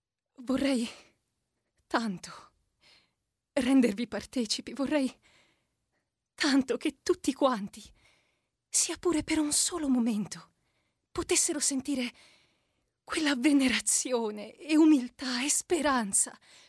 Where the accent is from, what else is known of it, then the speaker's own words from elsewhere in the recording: Treviso, Veneto, Italy; now in Rome, Italy; Vengo da Treviso, adesso abito a Roma da 3 anni ormai.